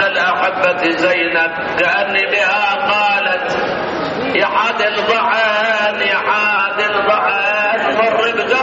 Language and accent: Arabic; Iraq; moved away; إحنا سنين حقيقة هربنا أيام صدام من العراق، 32 سنة كنت هارب أنا من العراق.